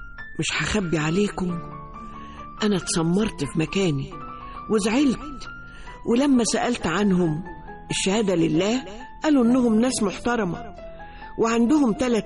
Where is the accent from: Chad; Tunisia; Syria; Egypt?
Egypt; ورباط البيوت عندنا في مصر يعني